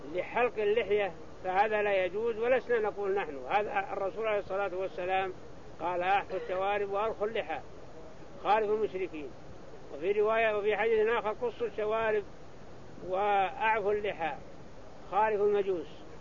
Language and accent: Arabic; Saudi Arabia; ما توسع بنيان مكة كغيرها من المدن عندنا في السعودية